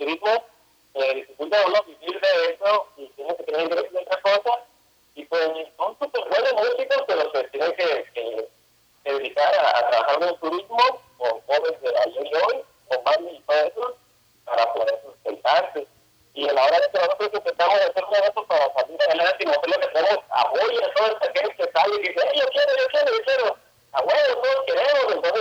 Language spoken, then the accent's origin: Spanish; Yucatán Peninsula, Mexico; que somos peninsulares y tenemos a nosotros presentes y que somos mexicanos también, pues.